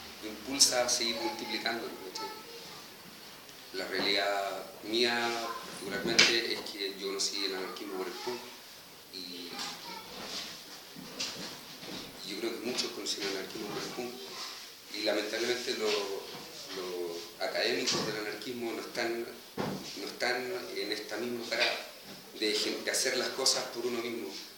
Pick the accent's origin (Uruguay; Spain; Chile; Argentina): Chile; Yo pensaba que yo vengo de Chile